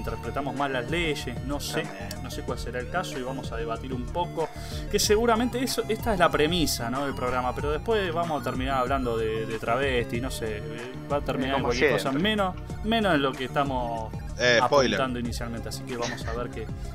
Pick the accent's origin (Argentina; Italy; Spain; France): Argentina; Tucumán; born there; Yo soy tucumano de nacimiento.